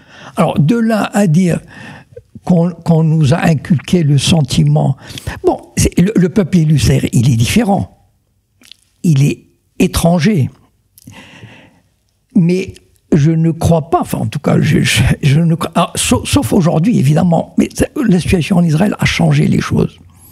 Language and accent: French; Morocco; D'abord, moi je viens du Maroc.